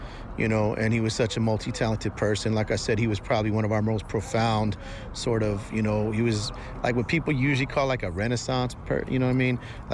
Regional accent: San Francisco, California, United States; San Francisco Peaks, man, I'm from Frisco, you know what I'm saying? Right across the bridge

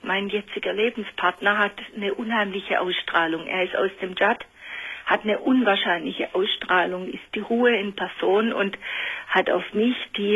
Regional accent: Baden-Württemberg, Germany; accent: Swabian; Sie hören Sie sicher, ich rede Schwäbisch.

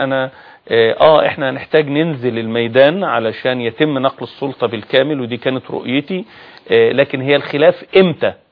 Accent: Egypt; لكن انا كمواطن مصري ومواطن موجود في ميدان التحرير

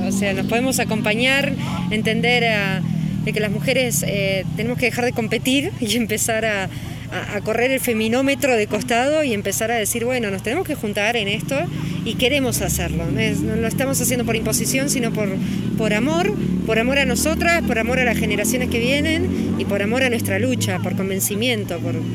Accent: Buenos Aires Province, Argentina; soy docente y soy de provincia de Buenos Aires.

